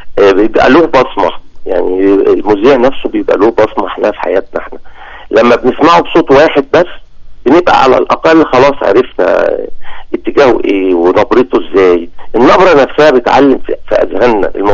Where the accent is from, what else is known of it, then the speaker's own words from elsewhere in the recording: Alexandria, Alexandria Governorate, Egypt; born there; الاسم ده منتشر هناك لان انا من مواليد هناك.